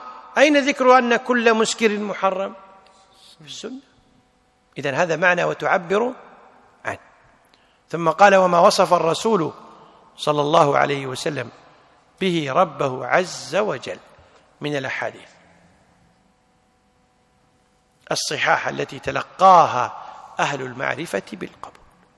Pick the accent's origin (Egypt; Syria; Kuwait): Kuwait; مثل الآن عندنا في الكويت في ميثاق المسجد